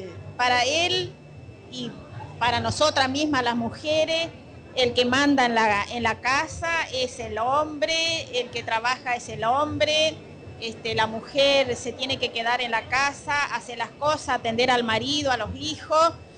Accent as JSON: {"language": "Spanish", "region": "Formosa", "country": "Argentina", "said": "vengo de una provincia de Formosa, del campo, donde realmente en el campo, en un pueblito"}